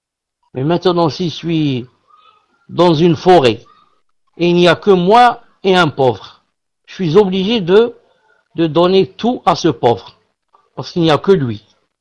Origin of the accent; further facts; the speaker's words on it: Algeria; Un pauvre chez nous en Algérie, c'est quelqu'un de riche